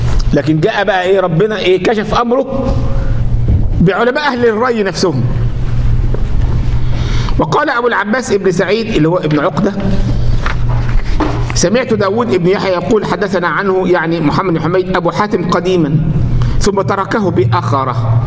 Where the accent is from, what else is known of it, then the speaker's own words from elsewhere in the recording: Egypt; ما ده لما يجي مثلا ايه عندنا في مصر مثلا